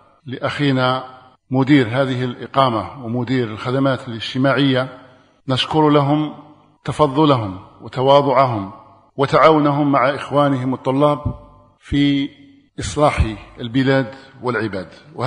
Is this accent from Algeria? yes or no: yes; Algeria; نسأل الله أن يجعلها مباركة على بلادنا الجزائر